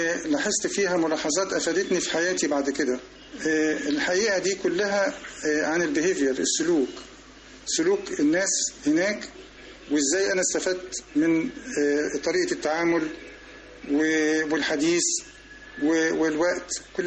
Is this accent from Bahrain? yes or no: no; Egypt; احنا كمصريين لما بنمشي ماشيه بطيئه سلولي